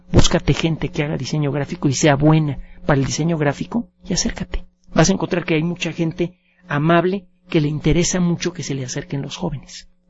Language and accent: Spanish; Mexico City, Mexico; No, nací aquí en el Distrito Federal, viví mis primeros años en el mero centro, y tengo mitad sangre libanesa y mitad mexicana.